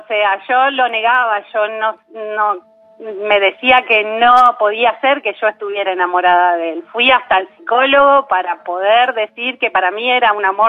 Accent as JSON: {"language": "Spanish", "town": "La Plata", "region": "Buenos Aires Province", "country": "Argentina", "said": "De La Plata."}